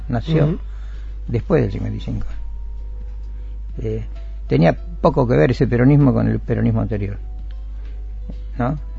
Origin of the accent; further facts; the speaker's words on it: Argentina; moved away; also born or lived in Madrid, Spain; Yo tuve tres exilios. El primero me fui en el año 77 de la Argentina y viví un año en Madrid. Ahí nació mi hija.